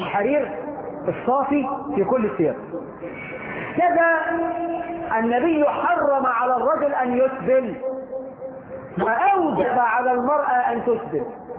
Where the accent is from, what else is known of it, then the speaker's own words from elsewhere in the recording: Egypt; احنا في مصر الدنيا احنا فهمنا حديث النبي المقلوب